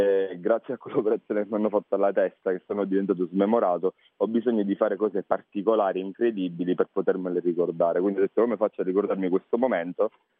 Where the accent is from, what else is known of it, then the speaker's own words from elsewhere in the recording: Sicily, Italy; accent: Sicilian; Sono della provincia più meridionale, la provincia di Ragusa, conosciuta per il barocco